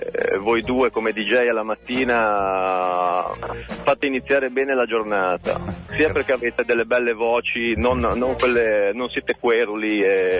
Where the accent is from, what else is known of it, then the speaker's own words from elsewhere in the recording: Finale Ligure, Liguria, Italy; now in Savona, Italy; Sono di Finale Ligure, ma vivo a Savona.